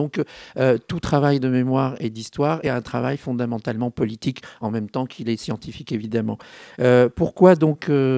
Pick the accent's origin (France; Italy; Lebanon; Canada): France; Paris, Île-de-France; Je suis parisien et belvillois.